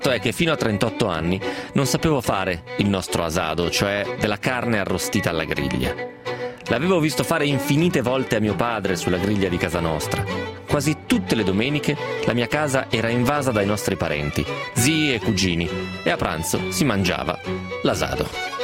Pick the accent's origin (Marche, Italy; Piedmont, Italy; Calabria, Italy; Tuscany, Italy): Piedmont, Italy; da piemontese insomma, so cos'è la bagna cauda